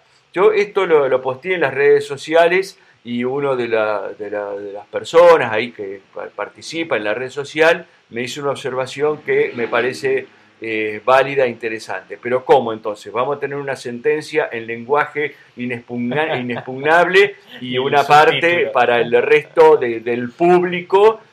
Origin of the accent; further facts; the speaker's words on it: Río Negro, Argentina; Yo vengo de Río Negro, vos lo sabés